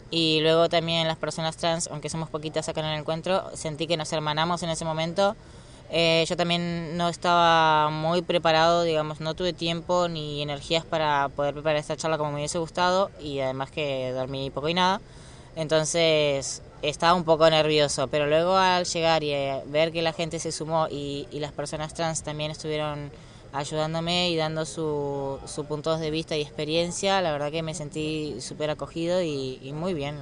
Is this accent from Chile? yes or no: no; Argentina; moved away; yo soy de Argentina y estoy acá hace poco